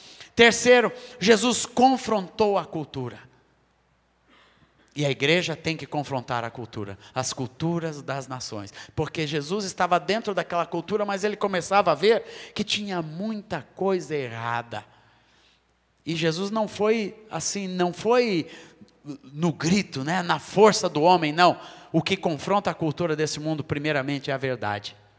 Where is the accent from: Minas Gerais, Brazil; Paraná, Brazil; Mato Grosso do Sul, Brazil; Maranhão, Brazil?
Minas Gerais, Brazil; born there; eu nasci aqui nas Minas Gerais, em 1958, aprendi essa língua maravilhosa, o português